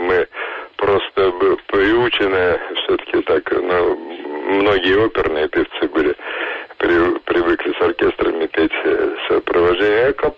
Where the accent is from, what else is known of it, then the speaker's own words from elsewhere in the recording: Moscow, Russia; Я родился и вырос в Москве, рядом с Большим театром.